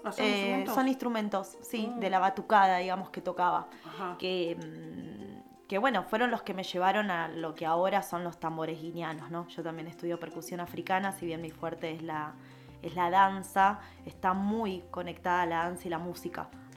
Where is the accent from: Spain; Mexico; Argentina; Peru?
Argentina; Buenos Aires Province; Yo nací en Capital Federal, pero me crié en el conurbano sur.